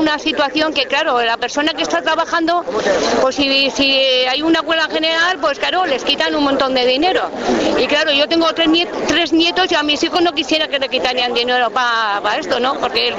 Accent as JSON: {"language": "Spanish", "town": "Zaragoza", "region": "Aragon", "country": "Spain", "lives_now": "Rentería, Spain", "said": "Soy de Pasaya, pero soy de Zaragoza, pero bueno, aquí estoy."}